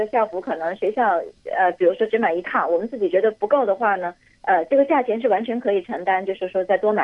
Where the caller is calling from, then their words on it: Hong Kong; 我这是从香港打来的。